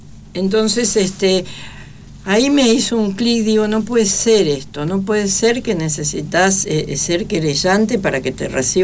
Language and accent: Spanish; Misiones, Argentina; Yo vengo de la selva de Misiones, no tengo idea, tengo la primaria apenas.